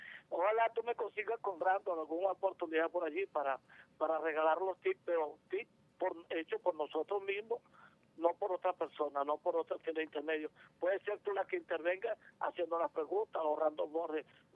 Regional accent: Venezuela; Ustedes también somos venezolanos toditos.

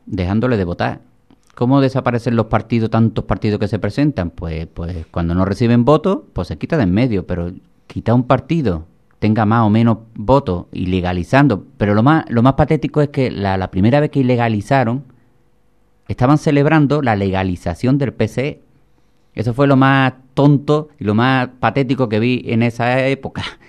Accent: Villamartín, Andalusia, Spain; born there; ¿Pero tú dónde naciste? En Cádiz. ¿Pero en Cádiz? No, en Villamartín, que está al lado de Sevilla.

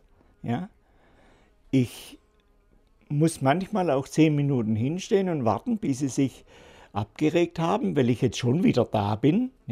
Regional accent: Baden-Württemberg, Germany; weil ich komme aus dem Schwarzwald

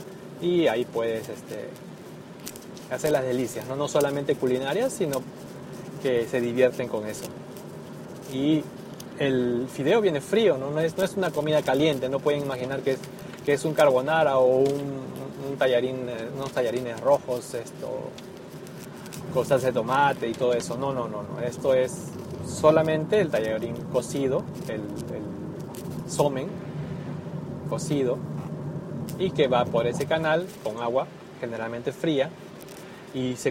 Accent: Lima, Peru; Que en mi país, y no en mi país, sino en Lima, generalmente, es un clima templado y no tan extremo.

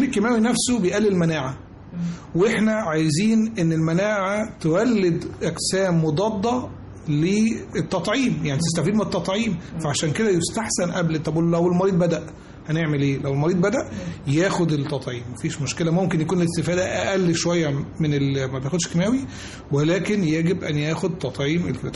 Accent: Egypt; مش إحنا كمصريين بس، لا إحنا في العالم كله

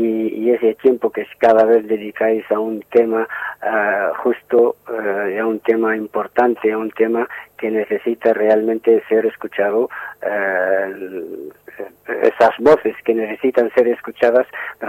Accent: Western Sahara; a mi juicio, como saharaui

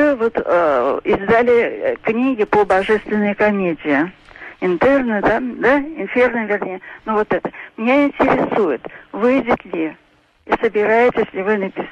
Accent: Saint Petersburg, Russia; я из Санкт-Петербурга.

